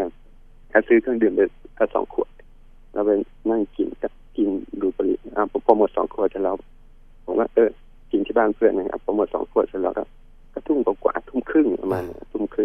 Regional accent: Bangkok, Thailand; also born or lived in Kamphaeng Phet; ตอนเด็กอ่ะผมไม่ได้โตที่นู่นผมโตที่กรุงเทพแต่ว่าช่วงประมาณสักม.2เนี่ยผมเกม3ก็เลยต้องกลับไปเรียนที่กำแพงเพชร

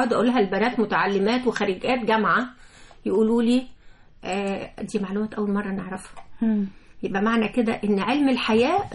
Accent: Egypt; معدلات القيصرية الهلامية اللي عندنا في مصر

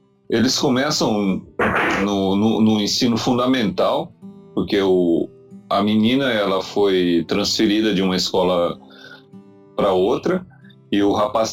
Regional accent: Brazil; ainda bem que eu sou brasileiro

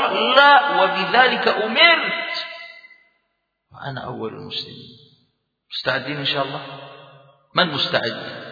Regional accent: Jordan; ممكن تخرج عندنا في الأردن

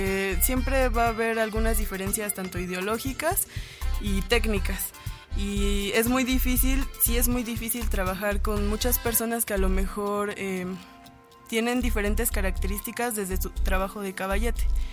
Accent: Valle de Chalco, State of Mexico, Mexico; Bueno, yo soy de Xico, Valle de Chalco.

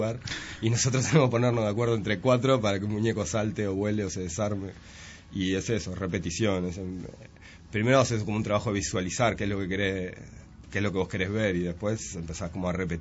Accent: Canelones, Uruguay; somos 6 canarios que hace como 8 años decidimos trabajar

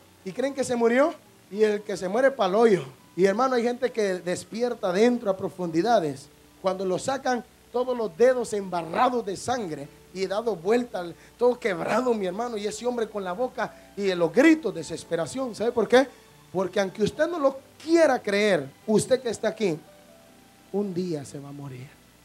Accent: San Pedro Sula, Cortés, Honduras; Yo soy de San Pedro Sula, Honduras, Centroamérica, 18 calle, barrio Cabañas, 16 y 17 avenida, casa 1620.

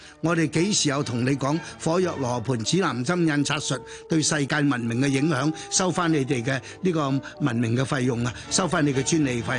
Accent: China; 所以我哋中國人無論你食肉，亦或係我哋食豆腐，都需要大量呢啲咁嘅蛋白質。

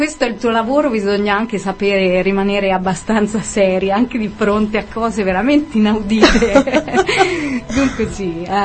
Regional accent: Tuscany, Italy; Sono di vicino a Firenze, lo sentite dalla sci.

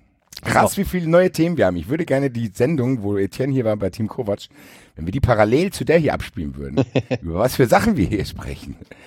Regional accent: Frankfurt, Hesse, Germany; Wir wollen auch gar nicht hier prallen als Frankfurter, weil wir da verwöhnt sind

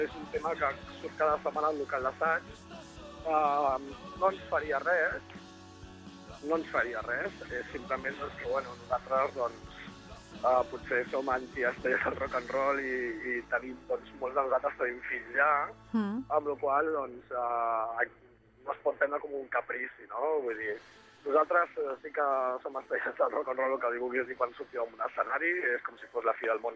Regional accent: Catalonia, Spain; per l'altre sí que som molt catalans.

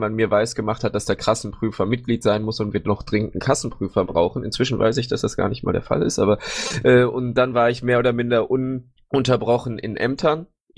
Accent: Baden-Württemberg, Germany; Ich bin jetzt 24 Jahre alt und wie gesagt, schon, ich komme aus Baden-Württemberg. Genauer gesagt wohne ich in Heidelberg

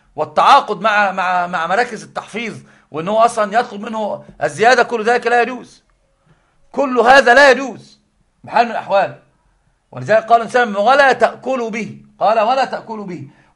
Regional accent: Egypt; طبعا عندنا في مصر البلاء العظيم

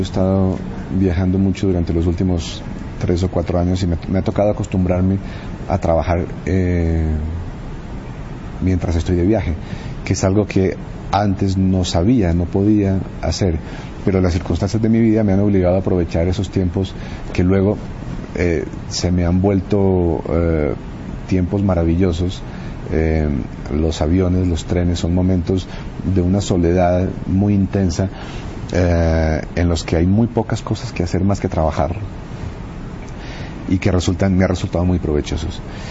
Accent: Colombia; una suerte de hilo conductor de la historia del siglo XX en mi país, que comenzaba a principios de siglo con un momento de heroísmo, con la guerra contra el Perú

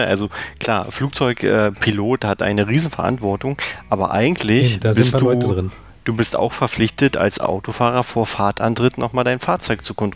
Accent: Germany; weil ich bin ja in der DDR groß geworden

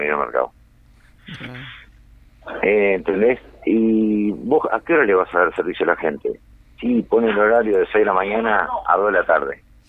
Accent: Canelones, Uruguay; Mira, yo soy un canario, yo no sé cómo puedo decirte

